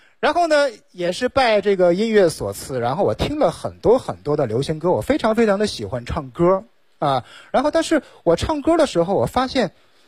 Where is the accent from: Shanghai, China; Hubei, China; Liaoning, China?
Liaoning, China; Shenyang; born there; 然后呢我是一个东北人，我生在沈阳。